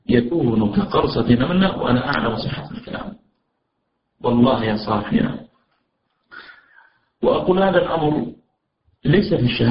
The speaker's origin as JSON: {"language": "Arabic", "region": "Najd", "country": "Saudi Arabia", "said": "ولكن الأجواء عندنا في نجد وفي الجزيرة العربية إذا أتت عز ظهيرة وفي قوة الشمس تكون الأرض حارة جدا"}